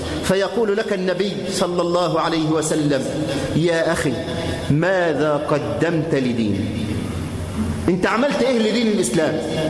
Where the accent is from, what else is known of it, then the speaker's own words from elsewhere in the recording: Egypt; اللهم احفظ بلدنا مصر من كل مكروه وسوء